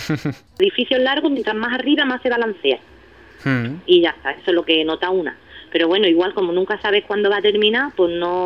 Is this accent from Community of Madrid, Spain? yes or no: no; Ubrique, Andalusia, Spain; yo todo lo que cocino es lo que yo he cocinado ahí en mi pueblo, en Ubrique.